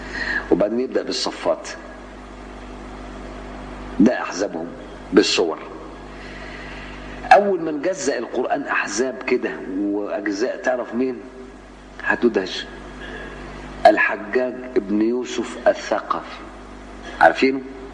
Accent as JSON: {"language": "Arabic", "town": "Cairo", "region": "Cairo Governorate", "country": "Egypt", "said": "وكنت أروح ميدان الأوبرا في مصر وأنا قاهري"}